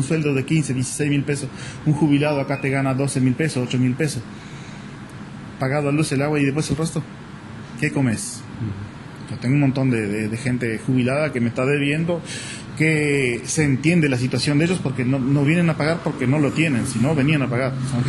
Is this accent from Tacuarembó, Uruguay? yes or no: no; Artigas, Uruguay; como ciudadano uruguayo, ciudadano artiguense, te duele.